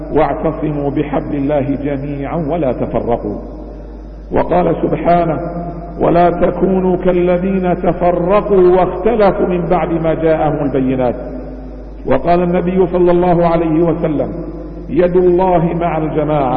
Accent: Bahrain; حمى الله تعالى بلادنا البحرين

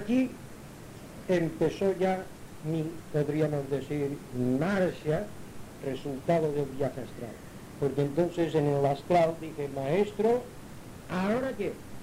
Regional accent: Palma, Balearic Islands, Spain; also born or lived in Inca; Yo nací en Inca, Mallorca, fui bautizado en la Iglesia Católica, después me bajaron mis padres a Palma, fuimos a vivir en la Plaza de la Paja, cerca de la Calatrava.

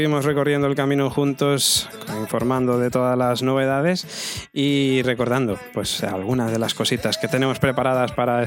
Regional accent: Spain; De todas maneras, somos españoles, ¿eh?

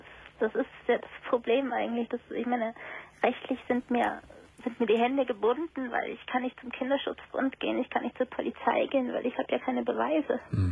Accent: Greece; now in Germany; wir kommen aus Griechenland und da läuft das alles ein bisschen anders

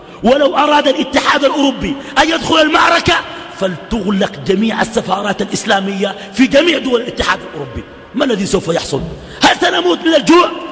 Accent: Sudan; وما أظن إنه الدنمارك يكون عندها سفير عندنا في السودان

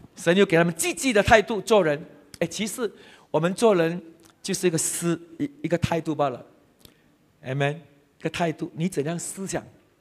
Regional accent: Hainan, China; 我是海南人嘛，啊，我讲海南话海死你系咪？

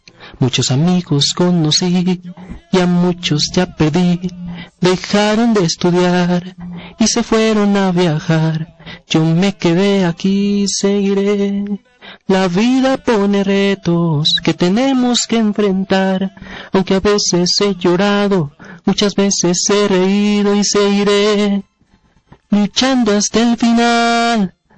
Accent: Zacatlán, Puebla, Mexico; now in Pedro Escobedo, Mexico; Yo soy originario de Zacatlán, Puebla.

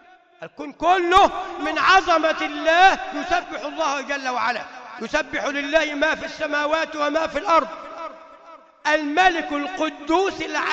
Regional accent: Upper Egypt, Egypt; عندنا في الصعيد كنا نسميها تفكيرة الجمعة

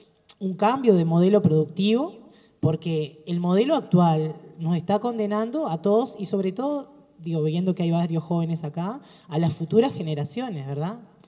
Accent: Paysandú, Uruguay; yo soy de Paysandú. Y desde niña me acuerdo tener la idea patente de que nosotros nunca nos bañamos en el río Uruguay porque ya estaba contaminado.

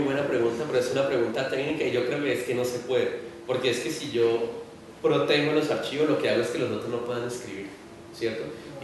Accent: Cali, Valle del Cauca, Colombia; yo soy de Cali y en Cali hace como 6 meses están intentando hacer uno y no han podido.

